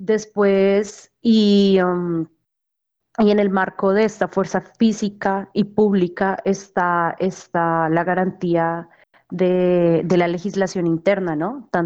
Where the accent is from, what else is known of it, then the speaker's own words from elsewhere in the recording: Cajamarca, Tolima, Colombia; Cajamarca, que es un municipio dentro del departamento del Tolima, de donde yo soy, oriunda.